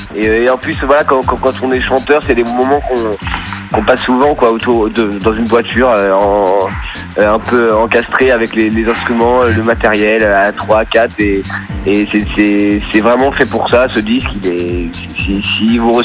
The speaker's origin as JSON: {"language": "French", "town": "Paris", "region": "Île-de-France", "country": "France", "said": "moi je suis parisien, donc c'est un peu le cœur de Paris, Ménilmontant"}